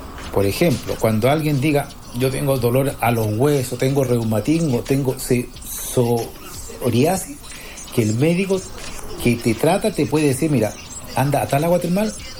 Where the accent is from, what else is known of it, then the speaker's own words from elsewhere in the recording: Arica, Arica y Parinacota, Chile; moved away as an adult; now in Iquique, Chile; yo soy oriundo de Arica, nací, pero yo ya vivo en Iquique hace más de 20 años, por un tema de la economía. En esos años me tuve que ir.